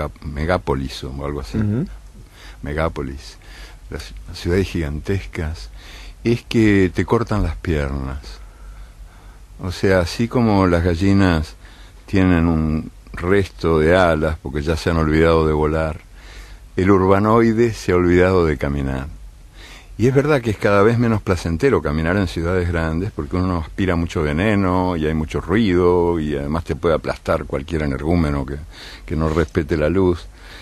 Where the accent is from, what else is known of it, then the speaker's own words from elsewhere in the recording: Uruguay; Me reconozco en algunas cosas de mi tierra, de mi ciudad. En el ritmo lento, me gusta. Me gusta ser lento. Soy lento también para... Las vacas uruguayas, sabes que son de parición lenta.